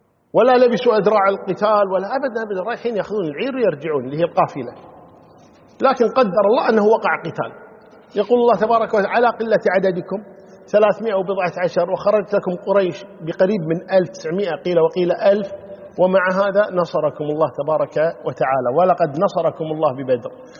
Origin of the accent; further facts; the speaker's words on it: Kuwait; يعني عندنا في الكويت معروف مثلا نتكلم نقول حرام ها زرام